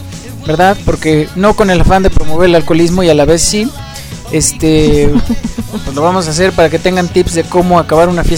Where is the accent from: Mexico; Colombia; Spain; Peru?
Mexico; de lo típicos que somos los mexicanos